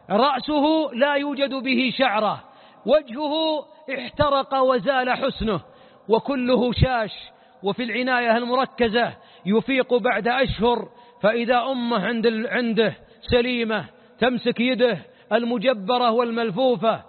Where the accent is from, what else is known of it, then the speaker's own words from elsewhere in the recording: Najd, Saudi Arabia; عندنا في نجد مثل نعرفه جميعا